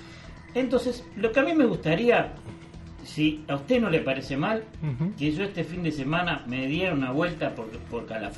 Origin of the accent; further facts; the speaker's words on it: Uruguay; Porque somos uruguayos.